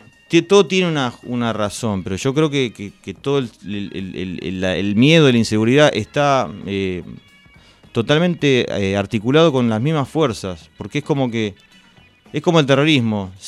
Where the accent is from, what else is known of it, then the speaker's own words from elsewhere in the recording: Argentina; los únicos que lo podemos entender somos los argentinos.